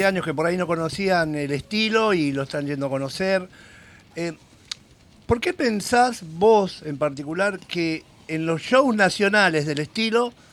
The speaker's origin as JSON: {"language": "Spanish", "country": "Argentina", "said": "es como vos decís, somos Argentina, es inevitable"}